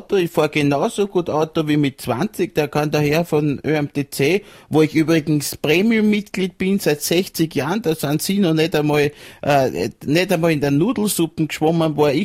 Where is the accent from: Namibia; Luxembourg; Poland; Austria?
Austria; Baden, Lower Austria; Ich komme aus Baden in Niederösterreich.